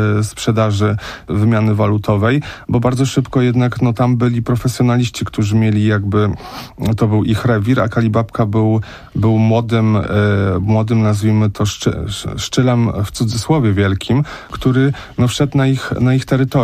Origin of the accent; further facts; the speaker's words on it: Łódź, Łódź Voivodeship, Poland; Ja sam pamiętam, no ja mam lat 37, no i pamiętam też Peweks, który był u mnie w Łodzi